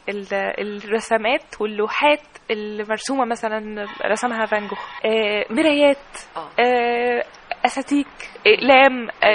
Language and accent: Arabic; Egypt; احنا محتاجين الفنانين التشكيليين وفنانين العمارة عندنا في مصر